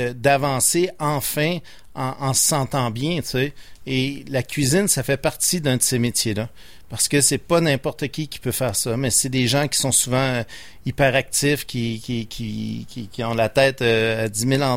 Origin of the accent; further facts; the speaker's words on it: Repentigny, Quebec, Canada; j'ai été au collège Repentigny. Je viens de Repentigny.